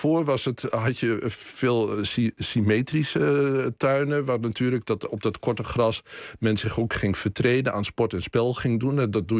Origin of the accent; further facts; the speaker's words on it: Boekelo, Overijssel, Netherlands; want ik ben opgegroeid in Boekelo dichtbij een bos.